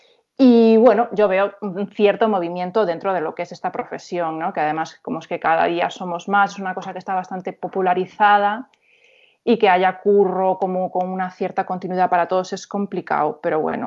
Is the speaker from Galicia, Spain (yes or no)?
yes; A Coruña, Galicia, Spain; aparte yo soy de Monte Alto, que si conoces la ciudad es como uno de los barrios más kinkies y así.